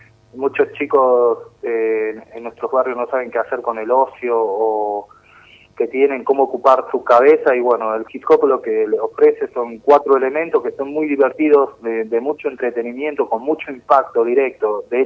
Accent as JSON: {"language": "Spanish", "town": "Moreno", "region": "Buenos Aires Province", "country": "Argentina", "said": "Significa mucho porque yo soy de Moreno, primero que nada. Sé muy bien las necesidades de nuestros chicos en nuestros barrios, porque yo vengo de ahí"}